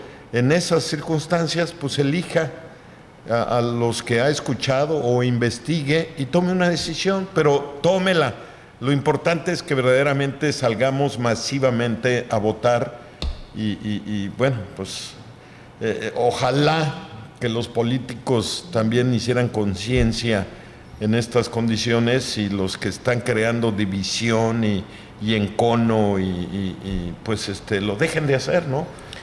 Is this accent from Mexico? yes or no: yes; Mexico; Acuérdese que todos somos mexicanos